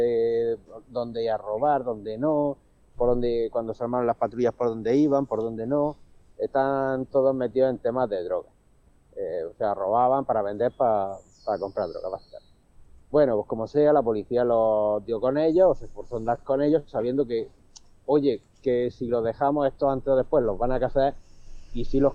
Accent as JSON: {"language": "Spanish", "region": "Region of Murcia", "country": "Spain", "tie": "born there", "said": "yo de donde vivo, un pueblo de 10.000 habitantes, pero tenemos una pedanía que es donde yo nací, de 1.000 habitantes, medio la huerta de Murcia, pues lo típico de gente de campo, de hacer mercados, de pequeñas parcelitas, un pueblo de casa en planta baja y tal."}